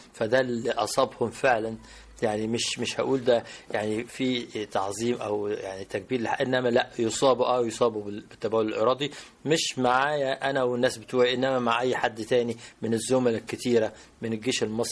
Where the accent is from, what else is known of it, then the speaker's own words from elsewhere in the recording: Port Said, Port Said Governorate, Egypt; إحنا كنا في بورسعيد، وتولدت في بورسعيد، وكان والدي اللي هو … كان قائد المنطقة الشرقية العسكرية، ونشأنا في بيئة ملتزمة فيها احترام،